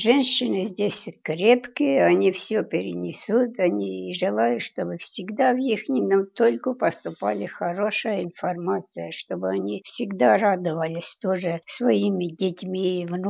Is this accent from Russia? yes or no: no; Rosokhovatka, Kyiv Oblast, Ukraine; moved away; Я родилась в Киевской области, в село Росоховатка. Жила я там, в общем, до 41-го года.